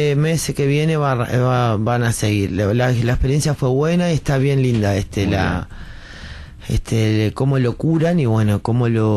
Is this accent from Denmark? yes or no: yes; Denmark; now in Uruguay; Yo porque soy danés, ¿viste?